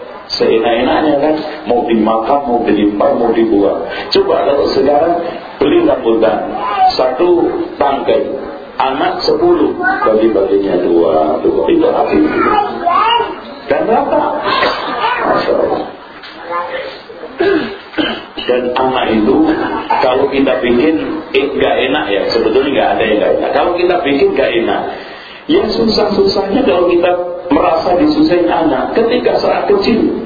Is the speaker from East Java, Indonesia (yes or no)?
yes; East Java, Indonesia; Oh, sama Bu, saya juga Jawa Timur.